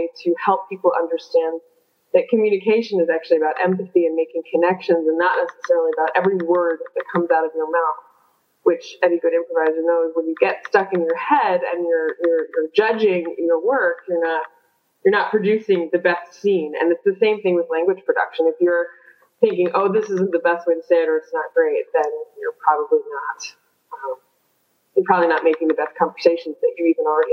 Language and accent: English; United States; now in Frankfurt, Germany; I am obviously an American. You can tell from my accent and from my language choice of the interview. I have been in Frankfurt since 2001, so that is coming up on 14 years.